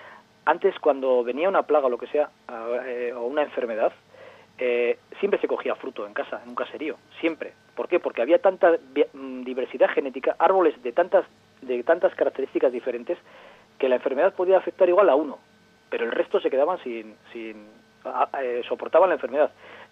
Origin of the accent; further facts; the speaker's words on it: Llodio, Basque Country, Spain; conozco porque yo soy de Llodio, entonces especialmente la zona de Cantábrica Alavesa, la zona de Llodio, bueno, toda la zona del Valle de Ayala